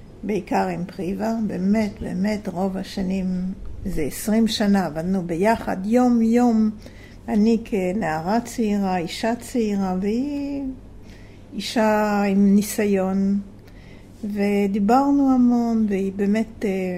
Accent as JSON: {"language": "Hebrew", "country": "France", "second_language": "Hebrew", "moved": "yes", "lives_now": "Israel", "said": "אני באתי לקיבוץ ב-1960 מצרפת, כמו ששומעים."}